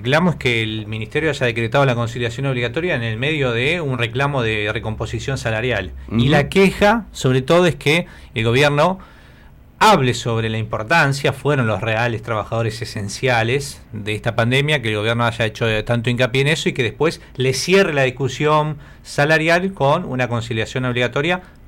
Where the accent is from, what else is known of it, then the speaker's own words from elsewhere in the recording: Buenos Aires Province, Argentina; Somos orgullosamente bonaerenses, por eso Bonaerenser, somos de la provincia de Buenos Aires.